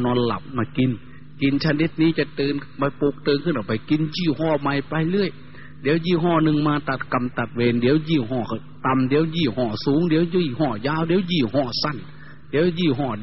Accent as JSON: {"language": "Thai", "region": "Isan", "country": "Thailand", "said": "โดยเฉพาะพี่น้องชาวอีสานเราทุกข์ยากลำบากกว่าชาติอื่นทุกอย่างลำบากกว่าแหล่งอื่น"}